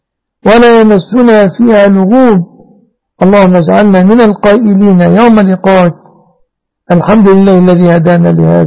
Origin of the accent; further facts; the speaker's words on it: Egypt; اللهم احفظ بلادنا مصر آمنة مطمئنة من كل مكروه وسوء